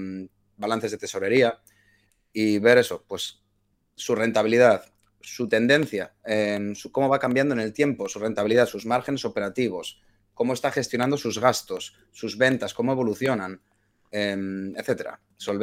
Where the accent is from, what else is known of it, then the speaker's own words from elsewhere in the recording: Bilbao, Basque Country, Spain; de Bilbao